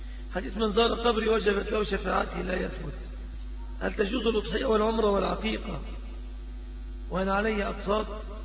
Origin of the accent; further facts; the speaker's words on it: Egypt; المنكر الذي عم وطغى في بلادنا مصر